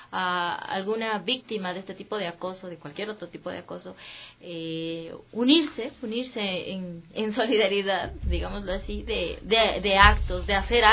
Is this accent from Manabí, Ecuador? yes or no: no; Quito, Pichincha, Ecuador; me alegra mucho como quiteña